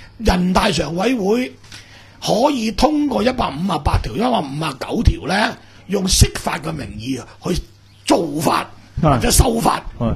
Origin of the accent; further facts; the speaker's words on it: Hong Kong; 點解以前第四審，我哋香港人就心甘情願可以咁咧？